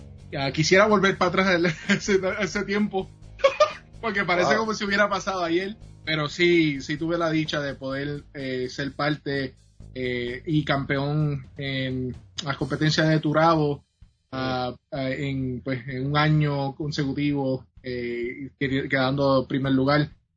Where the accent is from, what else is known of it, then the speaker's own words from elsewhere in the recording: Yauco, Puerto Rico; de la área Susúa Alta de Yauco. Estamos del campo